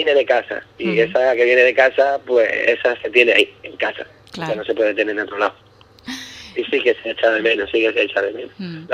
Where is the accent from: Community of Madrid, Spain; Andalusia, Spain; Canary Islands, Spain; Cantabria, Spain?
Andalusia, Spain; Ubrique; now in Scotland, United Kingdom; Y yo verdaderamente confío y amo a mi pueblo más que nada, porque aquí en Escocia ya Ubrique lo conoce muchísima gente.